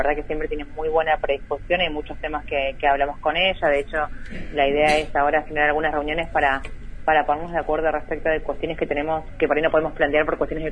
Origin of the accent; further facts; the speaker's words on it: Puerto Madryn, Chubut, Argentina; Soy de Puerto Madryn